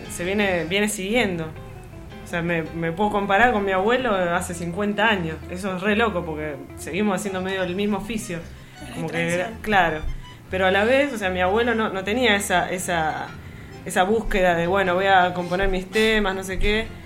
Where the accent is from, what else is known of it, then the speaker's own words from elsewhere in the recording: La Plata, Buenos Aires Province, Argentina; now in Buenos Aires, Argentina; yo soy de La Plata, mi idea de venir a vivir a Capital